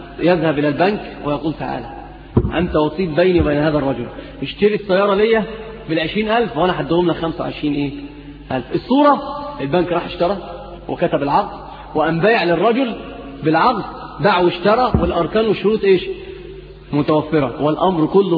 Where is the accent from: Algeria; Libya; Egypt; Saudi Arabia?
Egypt; اللي هي عندنا في مصر بيقولوا البيع المحروق